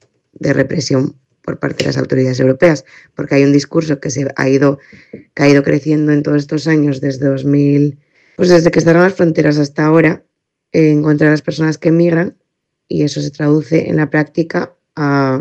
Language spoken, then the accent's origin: Spanish; Spain; Como persona española que lleva muchos años viajando en muchos países